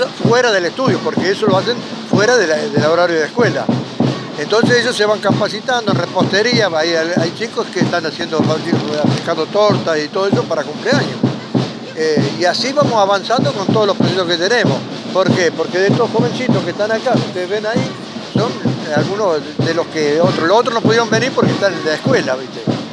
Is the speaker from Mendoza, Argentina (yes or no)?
no; Florencio Varela, Buenos Aires Province, Argentina; Somos de Florencio Varela.